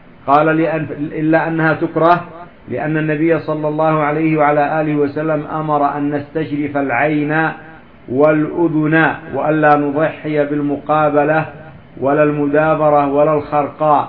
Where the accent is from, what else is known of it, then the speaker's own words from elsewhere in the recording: Yemen; هناك من الغنم ما يسمى عندنا في اليمن الجهرانية